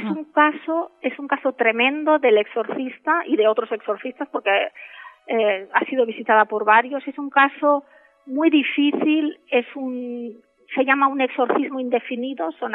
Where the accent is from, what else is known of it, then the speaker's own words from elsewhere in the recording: Lleida, Catalonia, Spain; Fíjate que yo soy de Lleida.